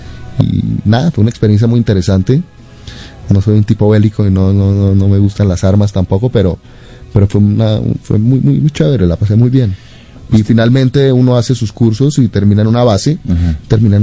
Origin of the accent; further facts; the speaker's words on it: Bogotá, Colombia; now in Israel; Yo tengo muy buenos recuerdos de mi infancia, de mi adolescencia en Bogotá.